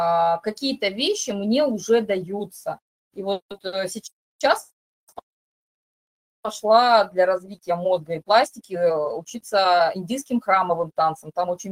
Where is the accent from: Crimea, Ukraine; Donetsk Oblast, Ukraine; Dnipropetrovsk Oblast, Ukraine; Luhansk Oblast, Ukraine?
Crimea, Ukraine; born there; при том, что я родилась в Крыму, мне ставили рахит.